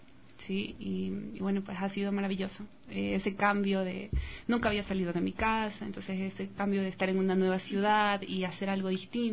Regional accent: Guayaquil, Guayas, Ecuador; now in Riobamba, Ecuador; yo soy de Guayaquil, por ese motivo llegué a Riobamba por mi trabajo

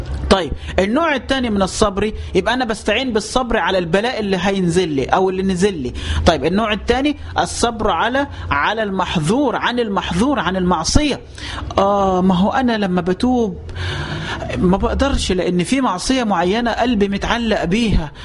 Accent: Dendera, Qena Governorate, Egypt; احنا عندنا عادات في البلد في الصعيد، عشان بس ما يكونش الكلام عام، عندي في قريتي في جزيرة دندرة

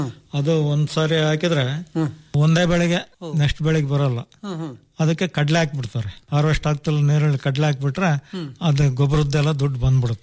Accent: Chitradurga, Karnataka, India; also born or lived in Talavatti; ನಾನು 5th standard ಇದ್ದಾಗನೆ ತಾಳ್ವಟ್ಟಿಯಿಂದ Chitradurga ಬಂದೆ 1916

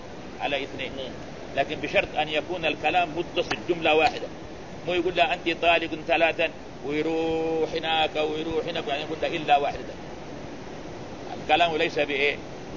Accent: Morocco; لا بس هنا عندنا في المغرب.

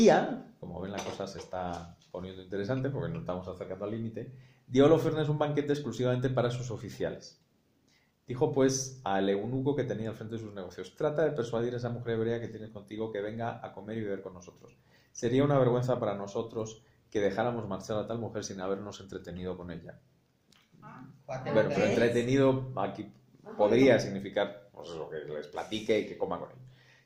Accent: Spain; como dicen en mi tierra española, se agarró un pedo que ni Alfredo.

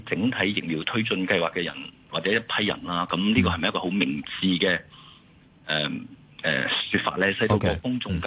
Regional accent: China; 如果你我哋中國人家好多啦，有父系、有母系、有姨媽、有姑姐等等

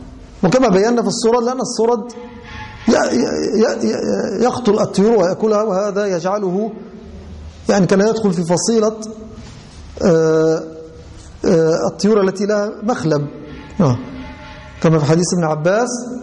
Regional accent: Egypt; أي أن الضر والنمل المشهور عندنا في مصر وفي الغالب هو الصغير

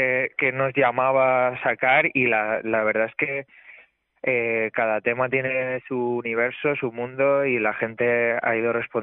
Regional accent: San Martín del Castañar, Castile and León, Spain; Me fui un mes a mi pueblo, a San Martín del Castañar, en Salamanca

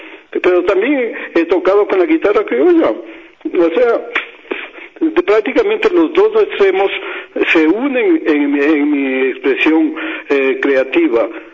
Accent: Quito, Pichincha, Ecuador; Como quiteño y conocedor de la guitarra quiteña, voy a hacer un homenaje a Quito

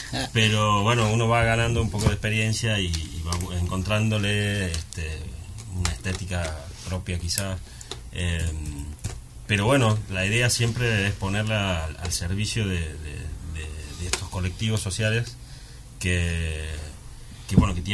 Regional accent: Argentina; Sí, tampoco soy de aquí, soy argentino.

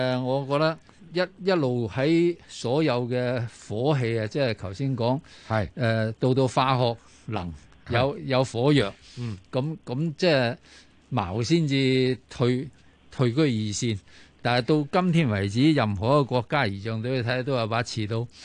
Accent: China; 作为中国人啊

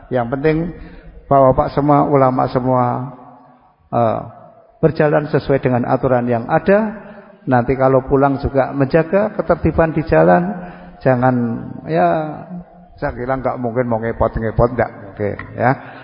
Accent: Bantul, Special Region of Yogyakarta, Indonesia; tapi saya isih gratul-gratul masih bisa bahasa Jawa. Karena aslinya saya yang wong Bantul.

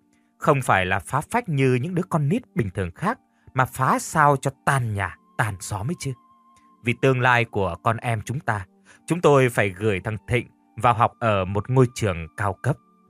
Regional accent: Mekong Delta, Vietnam; Tôi là dân miền Tây Nam Bộ

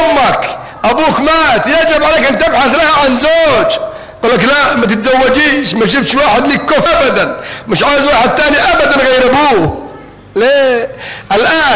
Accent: Yemen; الموسكي عندنا في اليمن

